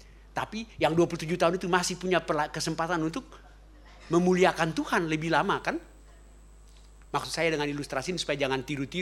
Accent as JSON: {"language": "Indonesian", "town": "Ambon", "region": "Maluku", "country": "Indonesia", "said": "karena saya orang Ambon"}